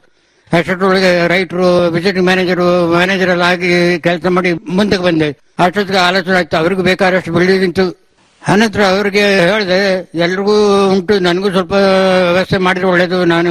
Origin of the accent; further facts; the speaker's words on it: Karnataka, India; ಅದಿಲ್ಲಿ ಹನರ್ನಾಡು ನನ್ನ ಹುಟ್ಟೂರು.